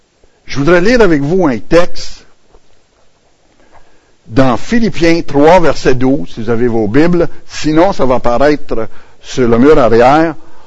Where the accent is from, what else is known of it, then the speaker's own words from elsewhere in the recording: Quebec, Canada; Je suis natif de l'Abitibi, région minière. C'est à l'autre bout.